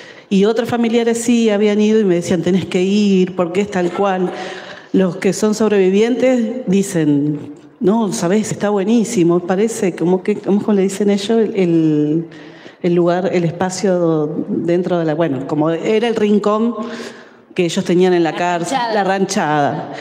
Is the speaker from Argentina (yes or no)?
yes; Lanús, Buenos Aires Province, Argentina; como yo soy de Lanús y la obra se daba en Devoto